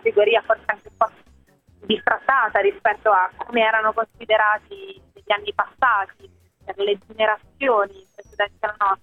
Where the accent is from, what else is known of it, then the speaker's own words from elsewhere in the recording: Rome, Lazio, Italy; che sono romana, vivevo ancora a Roma quando ho fatto la maturità